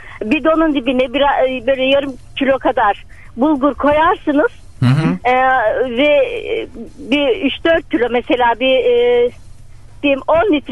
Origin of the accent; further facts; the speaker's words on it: Adana, Turkey; Ben Adanalıyım.